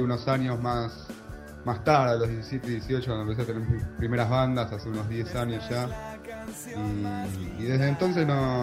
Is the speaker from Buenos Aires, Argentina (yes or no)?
yes; Buenos Aires, Argentina; soy porteño de Buenos Aires, Argentina